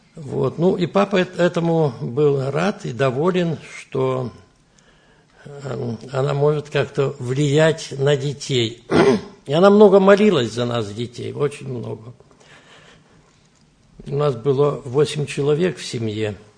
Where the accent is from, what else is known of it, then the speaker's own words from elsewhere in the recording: Brest Region, Belarus; Я родился здесь, в Белоруссии, в Брестской области, Драгичинский район, в сельской местности родился.